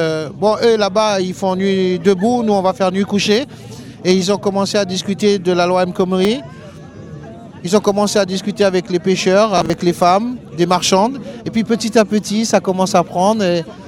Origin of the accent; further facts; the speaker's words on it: Martinique; Moi je suis natif de la Martinique, oui.